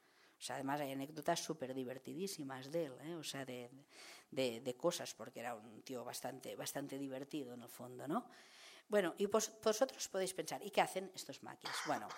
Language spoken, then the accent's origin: Spanish; L'Hospitalet de Llobregat, Catalonia, Spain; cuando yo empecé a investigar sobre el maquis anarquista, porque soy de Hospitalet